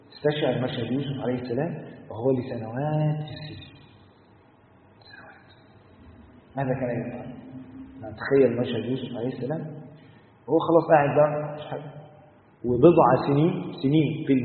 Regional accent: Egypt; وتعرف الروتين اصلا عندنا في مصر، مواطنه في مصر

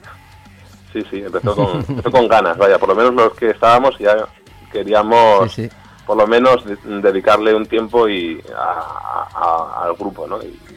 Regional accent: Falces, Navarre, Spain; Yo soy de Falces, de otro pueblo que es vecino.

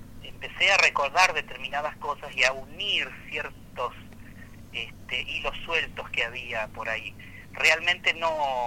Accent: Argentina; tanto ingleses como argentinos estábamos armados

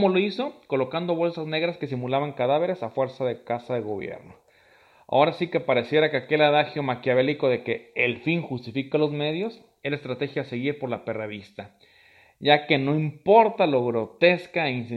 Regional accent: Colima, Mexico; solamente en mi país, pues culminaré con pequeños detalles que ocurren en la sociedad colimense

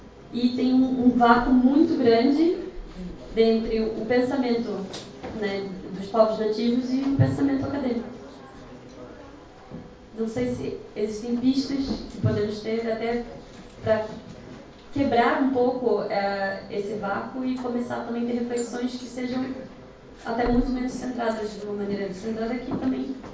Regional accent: Brazil; eu venho do Brasil, né? Também tem um sotaque para algumas pessoas conseguem identificar

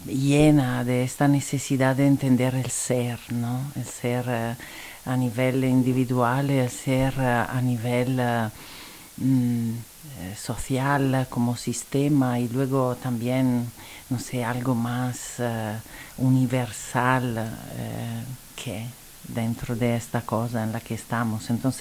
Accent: Italy; Spanish is a second language; diría que por empezar soy seguramente italiana, se escuchará de mi acento.

